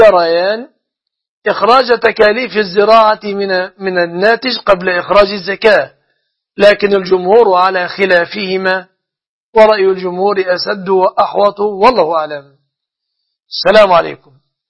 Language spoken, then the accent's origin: Arabic; Egypt; فالصداق في بلادنا مصر يتمثل في غالب الأحوال في أمور ثلاث